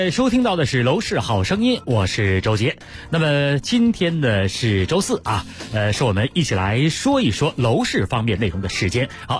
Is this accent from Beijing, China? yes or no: yes; Beijing, China; 原来我们北京人觉得好像房山呐、密云呐、延庆啊，好像离北京挺远的哈